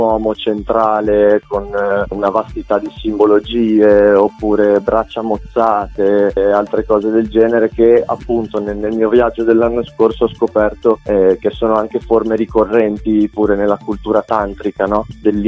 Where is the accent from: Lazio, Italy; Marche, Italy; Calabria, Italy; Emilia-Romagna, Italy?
Emilia-Romagna, Italy; Bologna; Io sono di Bologna e qua a Bologna sono partito come disegnatore